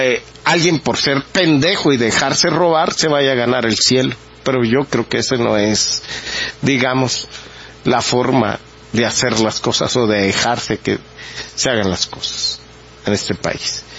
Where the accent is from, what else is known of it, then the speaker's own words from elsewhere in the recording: Mexico; ¿qué vamos a hacer nosotros como mexicanos si dejamos perder este país?